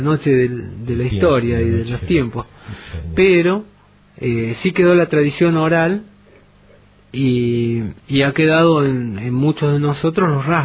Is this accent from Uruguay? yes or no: no; Alpa Corral, Córdoba, Argentina; yo provengo de un pueblo de la Sierra de Córdoba que se llama Alpacorral, otro de los pueblos que conserva su nombre originario